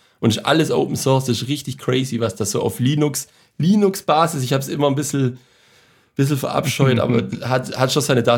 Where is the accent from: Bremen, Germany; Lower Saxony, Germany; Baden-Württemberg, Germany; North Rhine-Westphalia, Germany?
Baden-Württemberg, Germany; Und ich als Schwabe kann natürlich keins von den Gründen bis auf Frustration